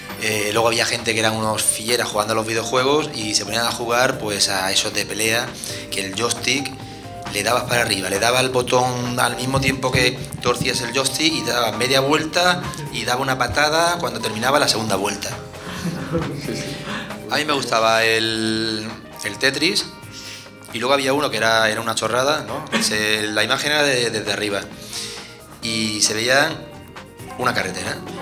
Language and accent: Spanish; Yecla, Region of Murcia, Spain; en la feria de septiembre de mi pueblo, de Yecla, pues ponían también una sala recreativa en la calle